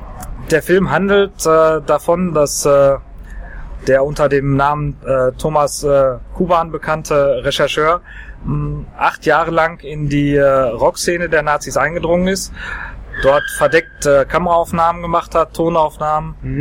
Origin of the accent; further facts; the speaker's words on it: Dortmund, North Rhine-Westphalia, Germany; Allerdings liegt mir als Dortmunder besonders am Herzen, die rechte Szene möglichst aufzulösen.